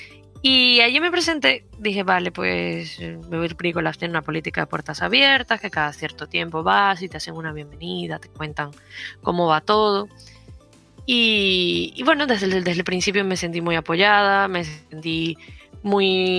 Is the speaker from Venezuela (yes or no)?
yes; Venezuela; Pero luego, bueno, yo soy de Venezuela.